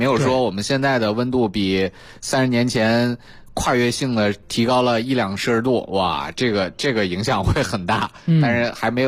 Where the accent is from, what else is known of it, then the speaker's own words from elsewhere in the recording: China; 但是我们中国人很有意思，我们中国人很早就利用蔬菜解决了这个问题。